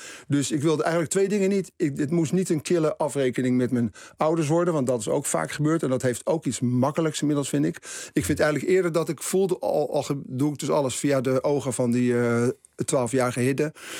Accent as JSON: {"language": "Dutch", "town": "Haarlem", "region": "North Holland", "country": "Netherlands", "said": "Ik kwam uit Haarlem, dat is toch dicht bij Amsterdam."}